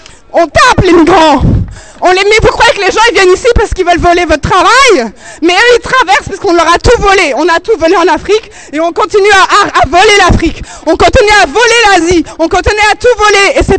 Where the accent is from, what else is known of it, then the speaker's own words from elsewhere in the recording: France; bonjour. Je suis française, mes parents étaient immigrés, donc capverdien, portugais, italien. Je suis donc issue de la deuxième génération.